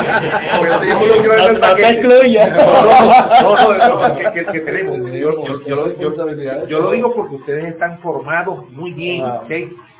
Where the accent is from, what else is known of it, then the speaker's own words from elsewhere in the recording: Maracaibo, Zulia, Venezuela; yo lo digo porque en Maracaibo, yo vengo de Maracaibo, ¿ok?